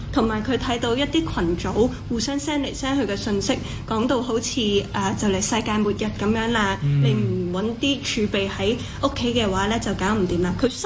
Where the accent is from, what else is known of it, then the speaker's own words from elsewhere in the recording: Hong Kong; 而這個恐懼作為香港人是很無力的